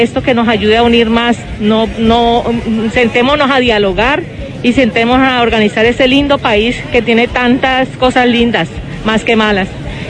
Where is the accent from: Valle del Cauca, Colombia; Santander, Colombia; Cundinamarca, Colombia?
Valle del Cauca, Colombia; Cali; now in Italy; Yo vivo aquí en Italia hace 24 años, pero soy de Cali, Colombia.